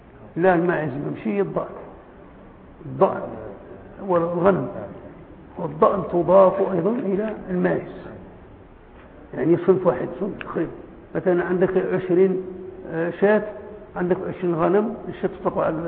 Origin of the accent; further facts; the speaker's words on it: Morocco; وعندنا في المغرب ما عندناش الجاموس